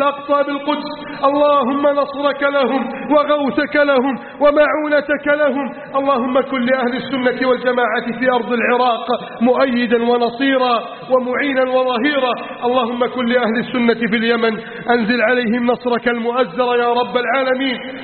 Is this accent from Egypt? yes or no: yes; Egypt; اللهم احفظ بلدنا مصر من كيد الكائدين وحقد الحاقدين وتسلط المجرمين